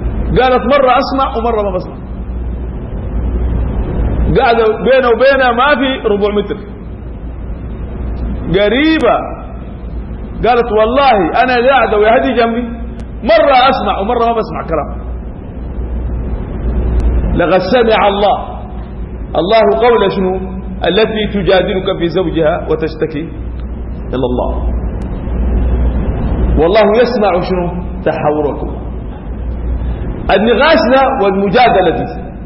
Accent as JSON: {"language": "Arabic", "country": "Sudan", "said": "يعني شنو عندنا في السودان بيقولوا على أطرس؟"}